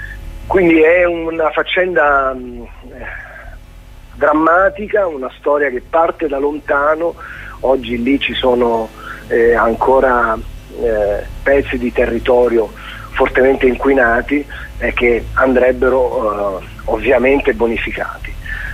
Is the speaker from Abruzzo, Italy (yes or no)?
yes; Abruzzo, Italy; L'Abruzzo è una terra estremamente bella, non lo dico solo perché è la mia terra